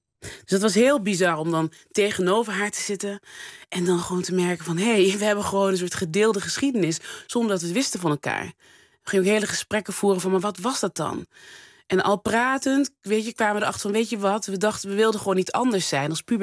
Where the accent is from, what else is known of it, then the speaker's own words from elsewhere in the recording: North Brabant, Netherlands; accent: Brabantian; En die moesten lachen om mijn Brabants accent.